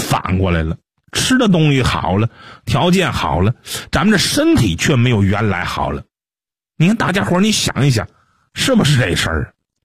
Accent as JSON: {"language": "Chinese", "country": "China", "said": "我们中国人有这传统，啥传统呢？就是到啥时候别忘本，对吧？"}